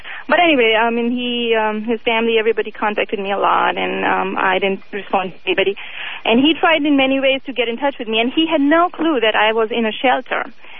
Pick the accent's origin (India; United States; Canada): India; I'm from India, and my ex-husband was from India.